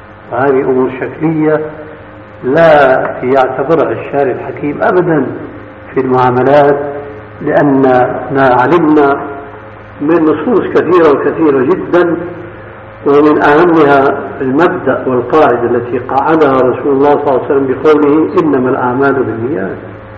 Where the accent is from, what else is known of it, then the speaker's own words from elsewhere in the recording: Syria; فهو كاسم الستار الذي يتسمى به بعض الناس عندنا في سوريا